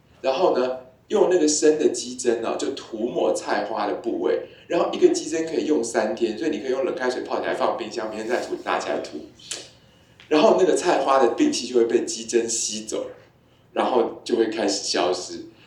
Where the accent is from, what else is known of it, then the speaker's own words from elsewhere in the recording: Taiwan; 这也完全不是我们台湾人会讲的一种语言啊，